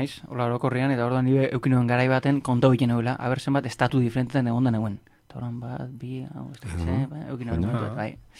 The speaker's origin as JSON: {"language": "Basque", "town": "Oñati", "region": "Basque Country", "country": "Spain", "said": "ni jaiotzez naiz Gipuzkoa muturrekoa moan, oza, estremokoa, ja beste galdien araba dau, oinatiko naizelako."}